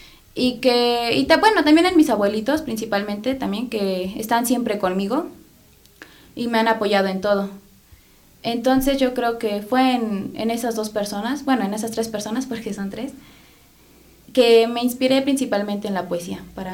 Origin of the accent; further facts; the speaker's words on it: Cochiscuatitla, Hidalgo, Mexico; Vengo de un pueblo, bueno, soy de Hidalgo, de un pueblo que se llama Cochiscuatitla, y pues la gente igual hablan náhuatl, es una lengua materna de México.